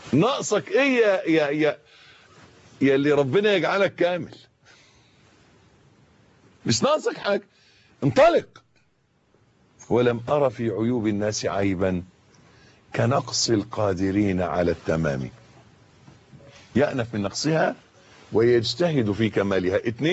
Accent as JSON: {"language": "Arabic", "country": "Egypt", "said": "يعني مش عايز بس أخوض في تفاصيل المولد اللي حاصل عندنا في مصر اليومين دول"}